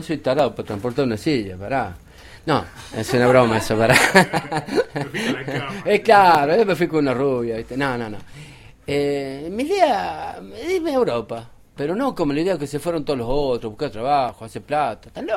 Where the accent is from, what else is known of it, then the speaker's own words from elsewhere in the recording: Tinogasta, Catamarca, Argentina; Nací en Catamarca, en Tinogasta.